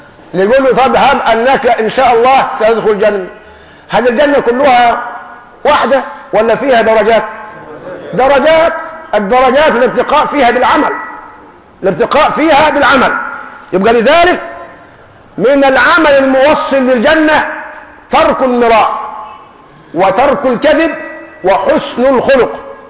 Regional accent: Egypt; يعني نحن كمصريين

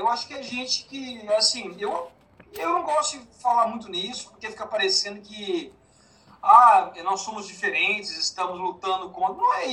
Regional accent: Goiânia, Goiás, Brazil; moved away; Eu sou de Goiânia, né?

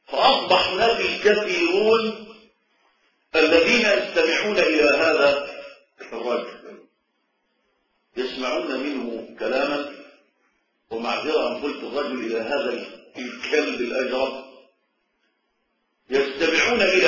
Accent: Egypt; وأتكلم عن بلدنا مصر

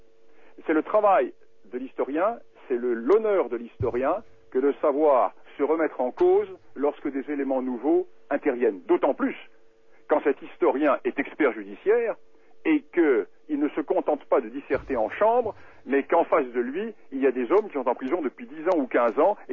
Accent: France; Moi, je suis français.

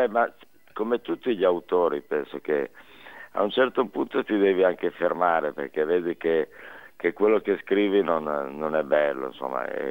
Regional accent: Reggio Emilia, Emilia-Romagna, Italy; born there; now in Milan, Italy; io sono ormai 50 anni che sono a Milano, però ci tengo a dire che sono emiliano, perché sono

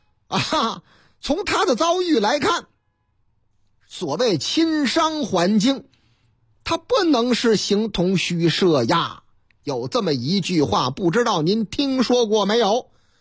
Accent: Northeast China, China; 我是东北人，东北是我老家。

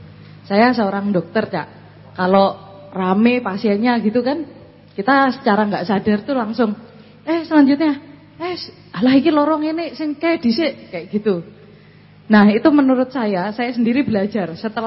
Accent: Malang, East Java, Indonesia; saya dari Malang.

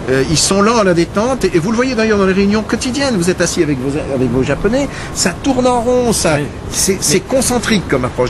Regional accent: France; Alors peut-être pas de la même façon que chez nous en France où on explose pour un tout et pour un rien

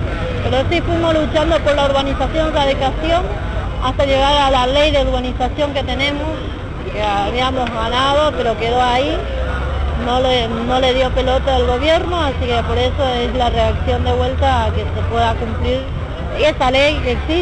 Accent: Buenos Aires, Argentina; soy de la Villa 31 Bis.

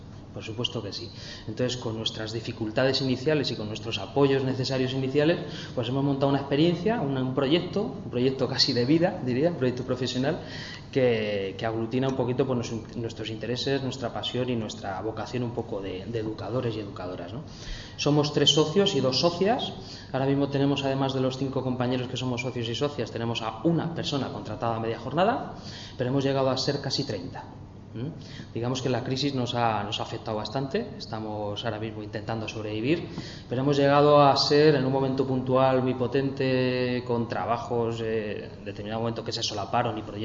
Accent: Madrid, Community of Madrid, Spain; Somos de Aluche y Carabanchel, casi todos los compañeros y compañeras.

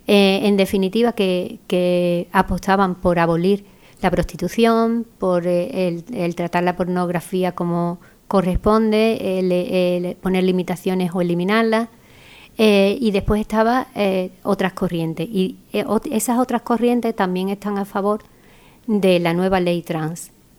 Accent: Andalusia, Spain; nosotras como buenas andaluzas la empezamos con Jaleo

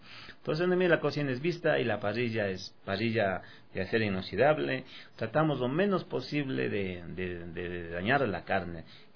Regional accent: Ecuador; como somos ecuatorianos, también tenemos unos tres platitos de la costa

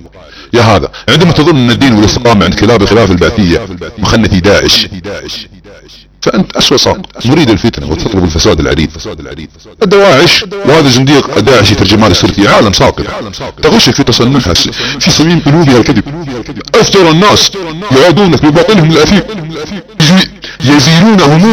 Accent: Saudi Arabia; accent: Saudi; على لهجتنا السعودية

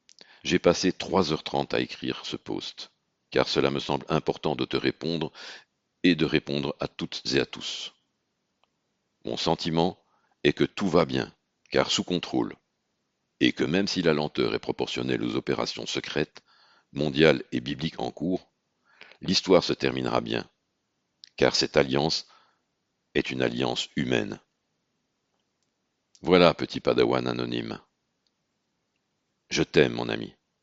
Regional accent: Belgium; Idem chez nous en Belgique

